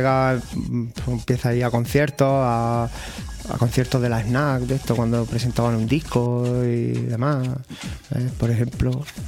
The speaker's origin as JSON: {"language": "Spanish", "town": "Zaragoza", "region": "Aragon", "country": "Spain", "tie": "born or raised there", "also_born_or_lived": "Granada", "said": "allí en Zaragoza me crié, mi adolescencia la pasé allí, aunque yo nací aquí en Granada."}